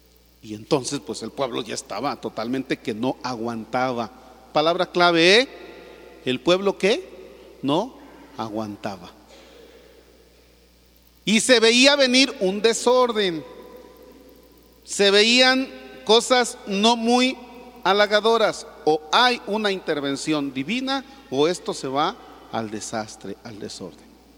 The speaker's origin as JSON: {"language": "Spanish", "country": "Mexico", "said": "muchos que en estos días andamos en la peregrinación, no necesariamente estamos siendo buenos mexicanos."}